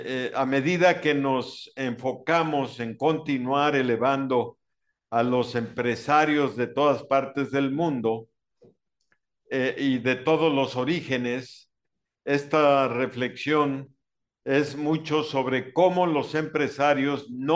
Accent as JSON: {"language": "Spanish", "region": "Mexico City", "country": "Mexico", "tie": "born or raised there", "said": "Yo recuerdo estos sábados de gloria en mi infancia en la Ciudad de México"}